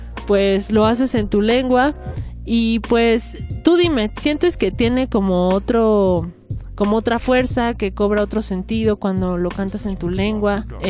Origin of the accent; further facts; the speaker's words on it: Mexico City, Mexico; Salirnos, los que somos chilangos, pues salirnos de aquí, ¿no?